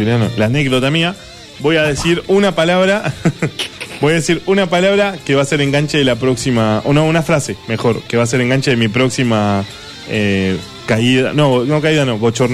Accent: Buenos Aires Province, Argentina; Dicen que los porteños somos. Sí. Ah, somos. Nosotros somos de Gran Buenos Aires.

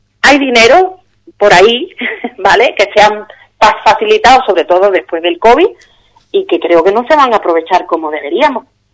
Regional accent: Andalusia, Spain; yo estoy en Algeciras, en el campo de Gibraltar, conozco la realidad de Cádiz porque soy gaditana

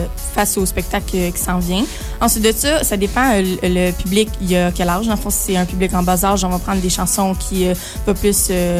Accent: Trois-Rivières, Quebec, Canada; j'ai 15 ans, puis je viens de Trois-Rivières, ici même.

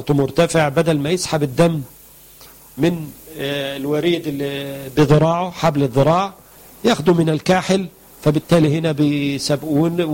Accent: Egypt; الكركديه مشهور عندنا في مصر ان بينزل الضغط

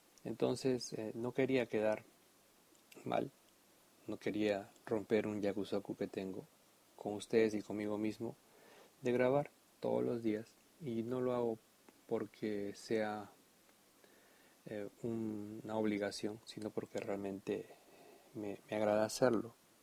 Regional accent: Peru; yo soy de Perú y bueno, estoy bautizado. No estoy confirmado

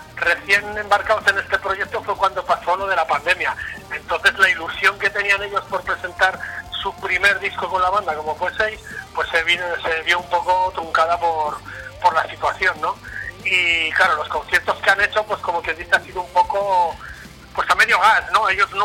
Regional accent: Vitoria-Gasteiz, Basque Country, Spain; yo, que soy de Vitoria, pero que estoy a 90, 94 kilómetros de ahí

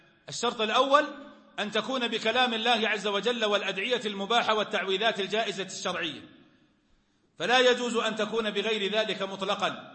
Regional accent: Najd, Saudi Arabia; كان عندنا في نجد في وقت

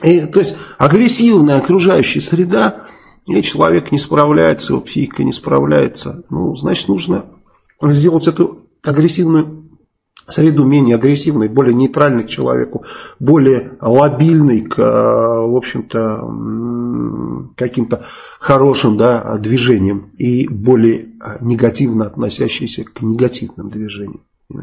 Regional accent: Saratov, Saratov Oblast, Russia; я вот из Саратова, да, и когда с Энгельса поднимаются бомбардировщики, вот сейчас я там не живу, но когда проживал там

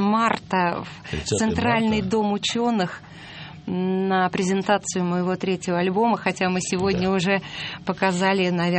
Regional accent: Saratov Oblast, Russia; born there; Мои родители простые, можно сказать, деревенские люди. Я родилась в Саратовской области.

